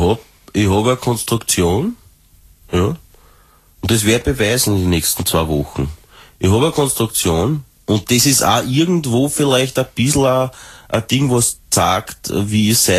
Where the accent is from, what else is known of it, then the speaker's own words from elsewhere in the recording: Austria; ich will als Österreicherin, will das an der Spitze von meinem Land